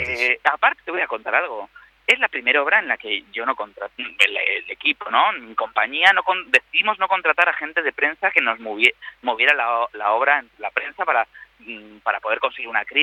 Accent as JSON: {"language": "Spanish", "country": "Spain", "moved": "yes", "lives_now": "Argentina", "said": "los que estamos fuera de nuestro país, siendo españoles y argentinos"}